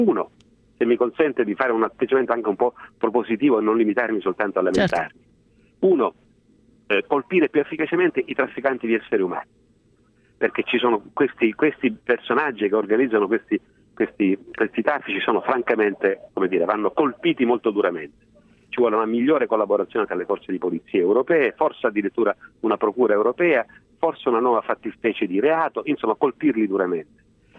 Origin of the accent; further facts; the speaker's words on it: Sicily, Italy; Ci sono stati pochi fenomeni di xenofobia in Sicilia e tutto sommato abbiamo dato dimostrazione di non aver dimenticato che sino a 30 anni fa non eravamo una terra di emigrazione